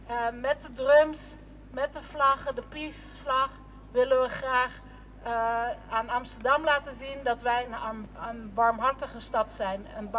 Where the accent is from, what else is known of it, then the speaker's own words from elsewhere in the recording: Colombia; now in Netherlands; ik kom uit Colombia